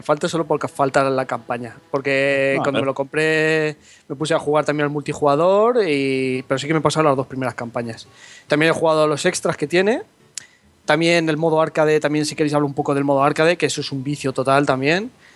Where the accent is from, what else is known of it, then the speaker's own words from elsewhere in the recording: Spain; Exacto, y encima soy español, para rematar.